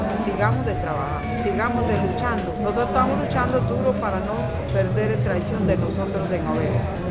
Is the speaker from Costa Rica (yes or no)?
yes; La Casona, Puntarenas, Costa Rica; vengo de Zona Sur y Cotobruz, mi sitio de La Casona, y yo vengo allá. El trabajo de nosotros es traición de cultura de indígenas, de Ngoberes. Nosotros somos Ngoberes